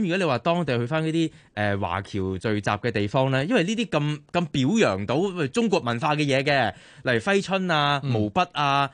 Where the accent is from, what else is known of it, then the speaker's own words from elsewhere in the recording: Hong Kong; 我哋香港人